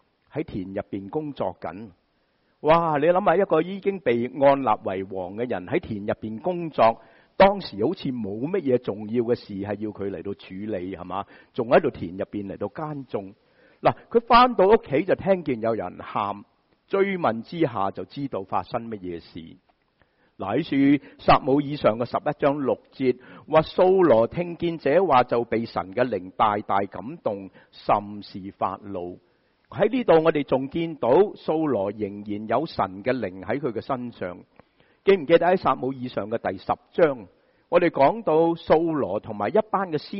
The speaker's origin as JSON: {"language": "Chinese", "region": "Shanghai", "country": "China", "said": "我们上海人很喜欢说狮子大开口"}